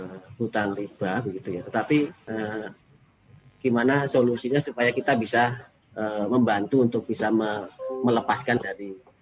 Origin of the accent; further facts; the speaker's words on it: Sangkulirang, East Kalimantan, Indonesia; Jadi saya dari Sangkulirang, Pak, dari Provinsi Kalimantan Timur, di ujung paling timur di bagian Kalimantan ya.